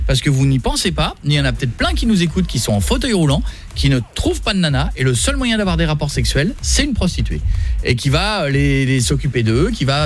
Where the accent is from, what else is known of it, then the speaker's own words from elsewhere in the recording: France; Mais vous avez remarqué que chez nous, en France, c'est on, vrai, peut, hein, on peut plus raison.